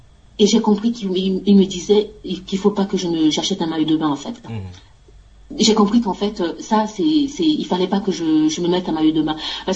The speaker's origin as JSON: {"language": "French", "country": "France", "said": "La mission étant terminée, on va rentrer chez nous en France."}